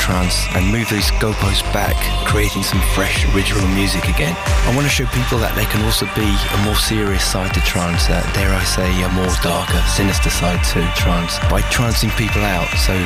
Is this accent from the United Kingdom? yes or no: yes; Brighton, South East England, United Kingdom; I'm from Brighton in the UK. People call my sound the Juice Sound